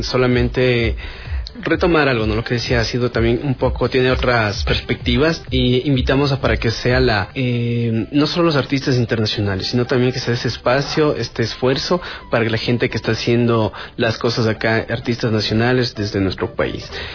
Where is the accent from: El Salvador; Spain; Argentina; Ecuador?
Ecuador; Quito, Pichincha; Yo lamentablemente como quiteño no he tenido esa oportunidad